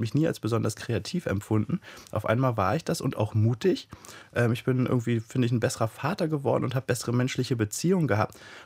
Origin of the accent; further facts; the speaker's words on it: East Germany, Germany; born there; ich bin in der DDR geboren und meine Eltern mussten, ich bin ja erst 31, mussten nach der Wende ganz schön ackern, um im Kapitalismus anzukommen